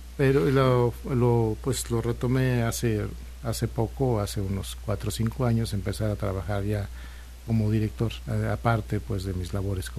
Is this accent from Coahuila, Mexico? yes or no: yes; Saltillo, Coahuila, Mexico; Sí, sigo siendo de Saltillo, soy muy norteño en muchos aspectos.